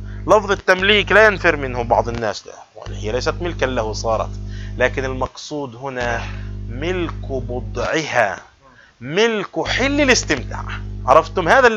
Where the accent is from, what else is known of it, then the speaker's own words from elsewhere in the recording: Palestine; عندنا في بلاد الشام وفلسطين نسميها التأجير